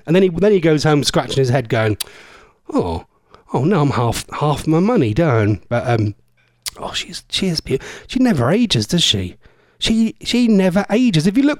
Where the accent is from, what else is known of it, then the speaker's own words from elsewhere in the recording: East of England, United Kingdom; accent: Norfolk; I have got a very strong Norfolk accent, and I'm very proud of my strong accent.